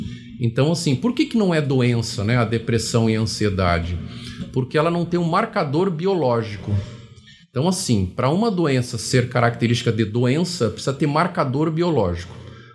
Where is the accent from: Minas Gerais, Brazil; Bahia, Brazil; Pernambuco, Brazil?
Pernambuco, Brazil; Recife; born there; now in São José dos Campos, Brazil; Não, eu sou nascido em Recife.